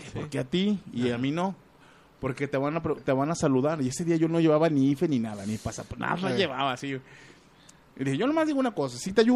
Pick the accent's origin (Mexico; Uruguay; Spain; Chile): Mexico; Pero da la casualidad de que somos mexicanos